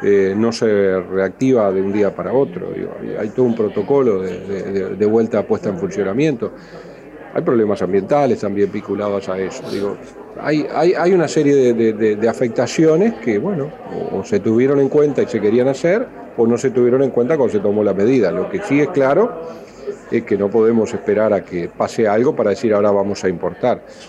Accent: Paysandú, Uruguay; Y lo digo yo que soy de Paysandú.

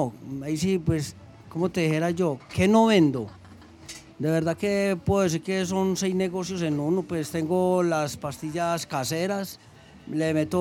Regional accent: Andes, Antioquia, Colombia; yo soy del suroeste, del pueblo de Andes

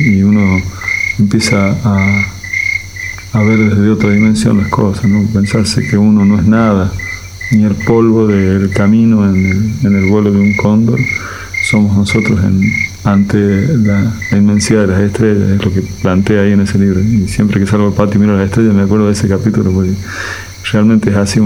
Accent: La Rioja, Argentina; moved away; en el año 98, yo me fui de La Rioja pensando en que estaba como encerrado, me sentía, ¿no? Muy chiquito, además tengo un amor muy grande yo por Córdoba, mis abuelos vivían ahí, conozco desde la infancia

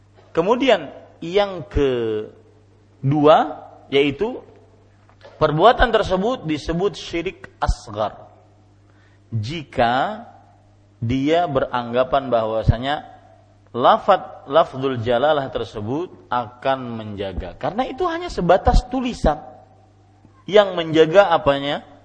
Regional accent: South Kalimantan, Indonesia; Saya pernah kejadian di kampung saya, di Ratu Jaleha.

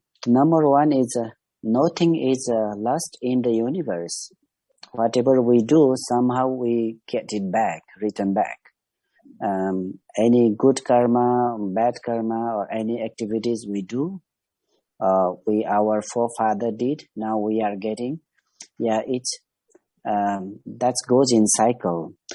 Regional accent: Kathmandu, Bagmati, Nepal; from Kathmandu, now from Himalaya.

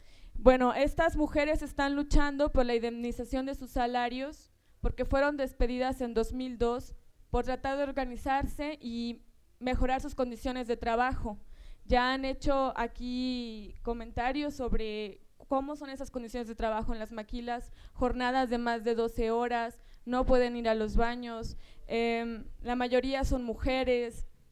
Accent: La Paz, Baja California Sur, Mexico; yo soy miembro del Frente Zapatista Sudcaliforniano, soy de La Paz, Baja California

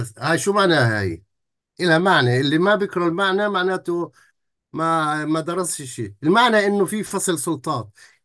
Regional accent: Palestine; أنا من فلسطين، أنا من داخل الفلسطيني

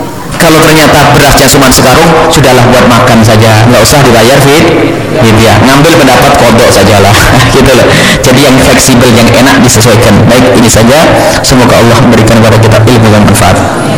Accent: Blitar, East Java, Indonesia; Adapun yang masyhur di masyarakat Blitar, kampung kami, kodok.

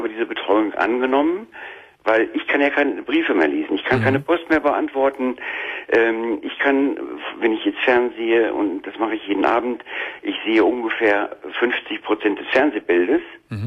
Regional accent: North Rhine-Westphalia, Germany; Ich lebe jetzt in Nordrhein-Westfalen, meiner Heimatstadt.

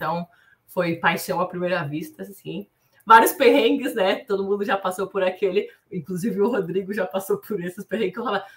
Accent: Santa Catarina, Brazil; now in São Paulo, Brazil; Eu sou catarinense, moro em São Paulo fazem 4 anos, mas... Sou do sul do Brasil, hoje é bem frio, uma cidade que tem 19 mil habitantes, nem o Uber chegou lá ainda, então é super pequenininha.

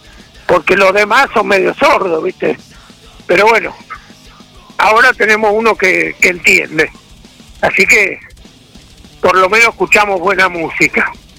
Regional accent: Argentina; Porque todos somos argentinos, aunque pensemos distinto

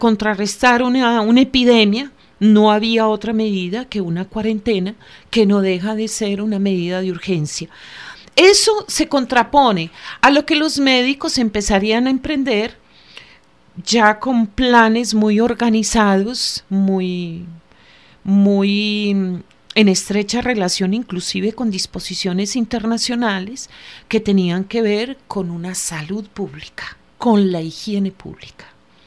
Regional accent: Antioquia, Colombia; somos antioqueños y entendemos ese proceso histórico.

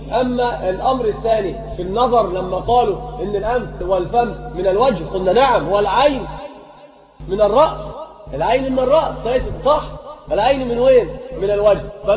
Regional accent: Morocco; يقل عن القلتين بالتفريق عندنا في المغرب

